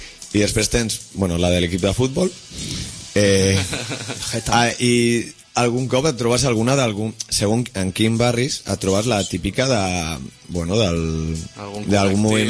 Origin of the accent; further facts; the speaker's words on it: Madrid, Community of Madrid, Spain; nosaltres que venim de Madrid, que és una... Jo quan he arribat aquí he vist que les festes dels barris